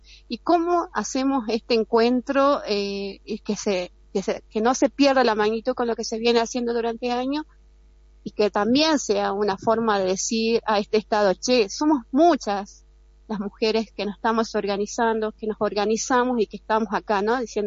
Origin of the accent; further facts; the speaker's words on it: Jujuy, Argentina; porque somos jujeñas y muchas veces nos ha tocado decidir no poder ir a algún encuentro porque la lejanía